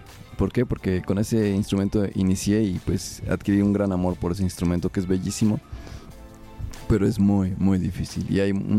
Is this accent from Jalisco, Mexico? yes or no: no; Mexico City, Mexico; born there; Pues según mis padres, porque yo no me acuerdo, yo nací en la Ciudad de México.